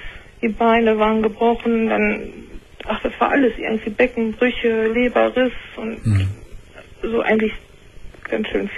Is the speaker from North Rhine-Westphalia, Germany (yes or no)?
yes; Paderborn, North Rhine-Westphalia, Germany; ich komme aus Paderborn